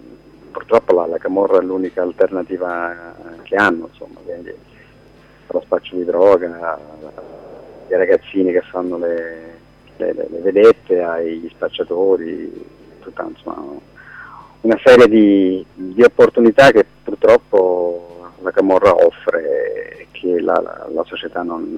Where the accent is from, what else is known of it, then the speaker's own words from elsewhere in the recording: Pozzuoli, Campania, Italy; Io conoscevo marginalmente la realtà Scampia perché sono della zona, sono di Pozzuoli